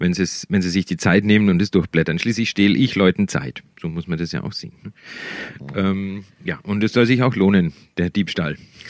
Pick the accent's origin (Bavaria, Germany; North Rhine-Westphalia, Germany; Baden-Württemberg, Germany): Bavaria, Germany; Die spielen alle in der Gegend, alle in den Dörfern, wo ich groß geworden bin.